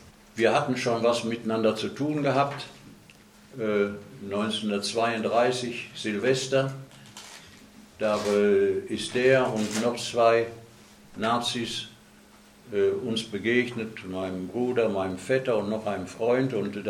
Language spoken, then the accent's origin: German; Dortmund, North Rhine-Westphalia, Germany; born there; in Scharnhorst bei Dortmund, wo ich geboren bin. Da war ich da in einer Bergarbeiterfamilie.